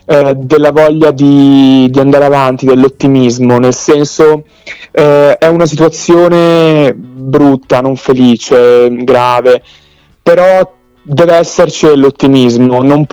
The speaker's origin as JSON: {"language": "Italian", "town": "Milan", "region": "Lombardy", "country": "Italy", "tie": "born or raised there", "also_born_or_lived": "Salerno, Italy", "said": "avevo 3 anni quando sono salito a Milano, quindi in realtà Salerno la vivo d'estate quando scendo dai miei nonni, dai miei parenti, però ho vissuto molto più Milano e l'Interland di Salerno."}